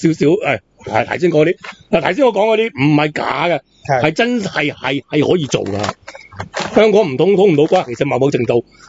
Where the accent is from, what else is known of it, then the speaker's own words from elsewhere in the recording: Macau; 我澳门人一样噶